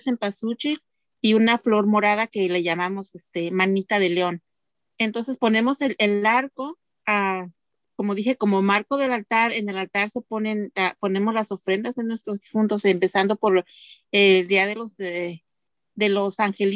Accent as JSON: {"language": "Spanish", "town": "Xochicuatlán", "region": "Hidalgo", "country": "Mexico", "said": "Yo soy de la Sierra de Hidalgo, la Sierra Hidalguense, de un pueblo llamado Xochicuatlán, que significa flor de cabeza de víbora."}